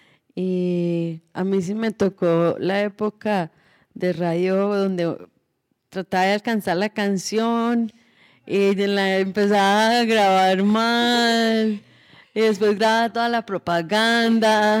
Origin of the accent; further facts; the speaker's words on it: United States; como buena gringa pues me enamoré de la radio